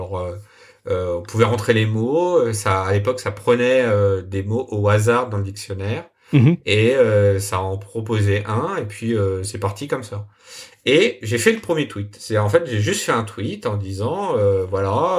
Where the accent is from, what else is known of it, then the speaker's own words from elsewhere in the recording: France; C'était donc pour replacer un peu, donc début janvier, Wordle commençait à arriver chez nous en France.